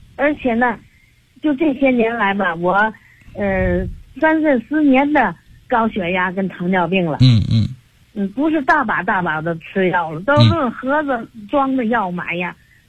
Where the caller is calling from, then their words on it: Tianjin, China; 我是天津的。